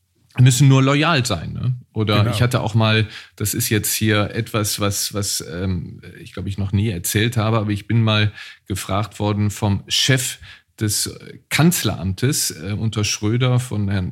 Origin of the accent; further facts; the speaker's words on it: Neuss, North Rhine-Westphalia, Germany; viele meiner besten Freunde kommen daher und ich gehe immer sehr, sehr gerne in meine Heimatstadt Neuss zurück.